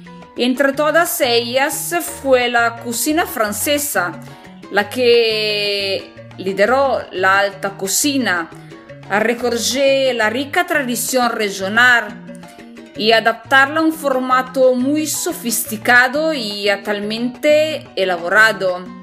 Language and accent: Spanish; northern Italy, Italy; Spanish is a second language; soy italiana, del norte de Italia, y me encanta mucho el idioma español que estoy aprendiendo por mismo.